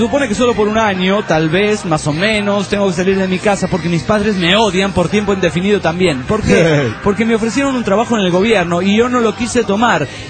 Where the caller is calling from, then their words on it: Hermosillo, Sonora, Mexico; de Hermosillo, Sonora, México.